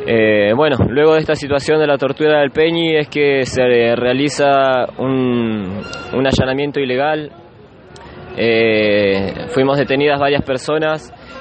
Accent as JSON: {"language": "Spanish", "region": "Puelmapu", "country": "Argentina", "said": "vengo del territorio de Puelmapu."}